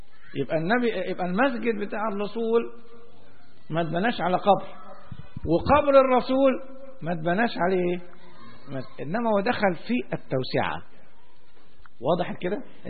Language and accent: Arabic; Alexandria, Alexandria Governorate, Egypt; منطقة زي منطقة بحري عندنا في اسكندرية